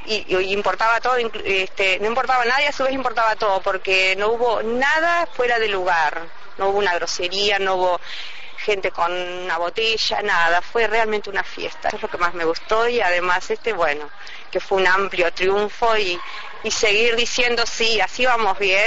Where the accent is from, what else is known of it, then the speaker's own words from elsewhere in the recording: Uruguay; de Uruguay, fui a votar a Paysandú